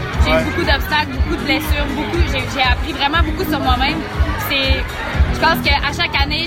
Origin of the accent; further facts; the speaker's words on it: Saint-Félicien, Quebec, Canada; je viens de Saint-Lucien, je suis une fille de la région du Saguenay-Lac-Saint-Jean, puis je suis fière de mes racines, je suis fière de dire d'où je viens